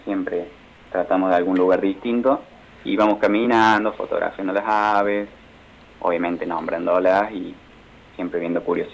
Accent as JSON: {"language": "Spanish", "town": "Ciudad Parque", "region": "Córdoba", "country": "Argentina", "said": "yo soy de Ciudad Parque"}